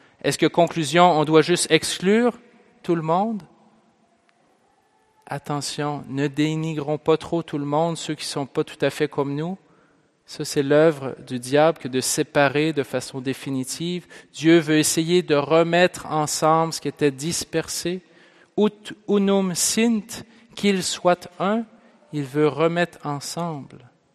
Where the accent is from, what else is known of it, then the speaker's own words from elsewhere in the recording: Pont-Rouge, Quebec, Canada; J'ai fait ça quand j'étais jeune, moi. Je viens de Pont-Rouge